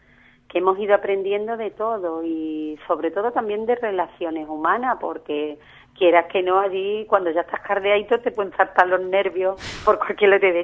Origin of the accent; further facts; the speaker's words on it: Ubrique, Andalusia, Spain; un pueblecillo como Ubrique, y con todo el cariño que yo le tengo a mi pueblo, quiero decirte que es una cosa pequeñita